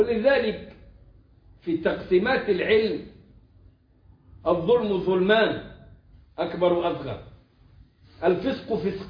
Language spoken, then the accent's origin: Arabic; Egypt; الكلام ده ما فيهوش شباب التكفير عندنا في مصر